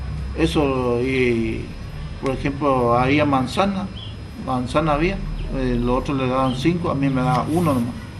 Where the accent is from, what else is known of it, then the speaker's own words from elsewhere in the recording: San Miguel, Corrientes, Argentina; De San Miguel también.